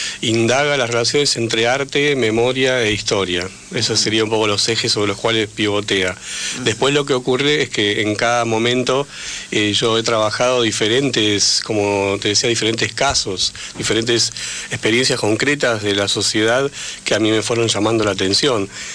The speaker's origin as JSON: {"language": "Spanish", "region": "Buenos Aires", "country": "Argentina", "said": "como habitante de la ciudad, como porteño ignorante, lo debo asumir"}